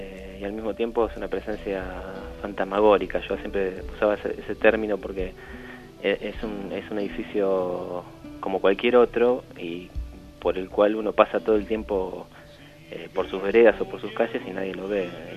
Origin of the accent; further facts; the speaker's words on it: Rawson, Chubut, Argentina; Nacido y criado, sí, como se dice.